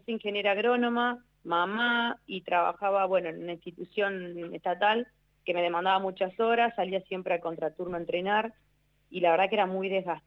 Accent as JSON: {"language": "Spanish", "country": "Argentina", "said": "Viste como somos los argentinos, nos rebuscamos de siempre de alguna manera."}